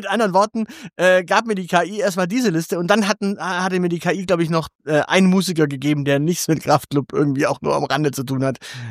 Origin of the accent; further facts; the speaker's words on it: Stuttgart, Baden-Württemberg, Germany; Darum sagte ich, naja, ich bin direkt aus Stuttgart